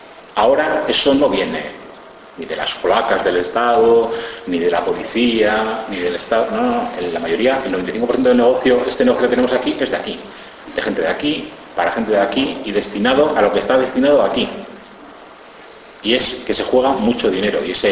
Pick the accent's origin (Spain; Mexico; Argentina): Spain; Basque Country; yo que vengo de Ezkerraldea y Meatzaldea, que tenemos un 15 o un 18% de paro